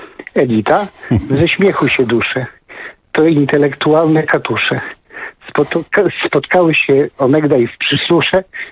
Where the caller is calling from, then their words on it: Zgierz, Łódź Voivodeship, Poland; Pozdrawiam ze Zgierza.